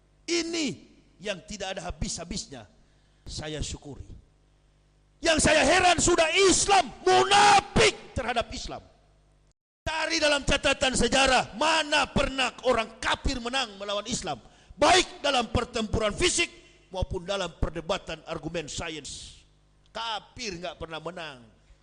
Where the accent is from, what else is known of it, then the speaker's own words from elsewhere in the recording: Manado, North Sulawesi, Indonesia; pensiunan tentara, saya bapak saya pensiunan tentara. Prabowo ibunya Manado, saya orang Manado.